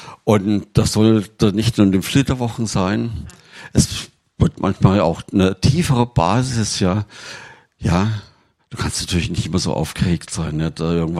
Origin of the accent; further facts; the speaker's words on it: Thuringia, Germany; wir kommen ja aus Thüringen, wir hatten damals noch kein Telefon und ich war in Tübingen